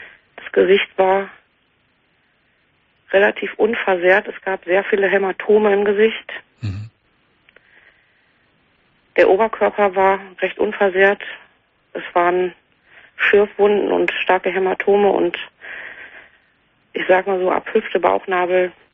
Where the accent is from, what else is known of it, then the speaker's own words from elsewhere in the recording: Dortmund, North Rhine-Westphalia, Germany; Und ich komme aus Dortmund